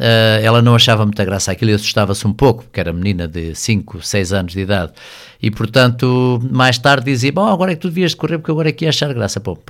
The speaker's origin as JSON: {"language": "Portuguese", "town": "Pontével", "region": "Santarém", "country": "Portugal", "tie": "born or raised there", "said": "Apenas um ano da minha vida, pela minha vida pessoal, vivi fora, mas vinha regularmente a Pontevel e hoje voltei à minha terra, hoje, já há 11 anos novamente, e voltei à minha terra e é ali que espero continuar."}